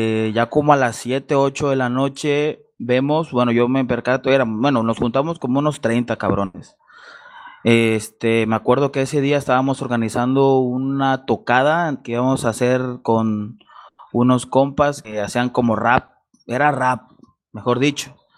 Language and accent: Spanish; Acapulco, Guerrero, Mexico; soy del puerto de Acapulco, en el estado de Guerrero